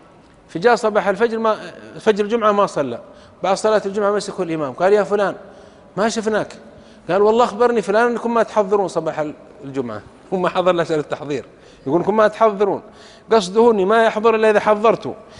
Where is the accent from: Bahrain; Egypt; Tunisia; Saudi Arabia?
Saudi Arabia; يقولون في بلدة عندنا في السعودية كان ينبهون على الناس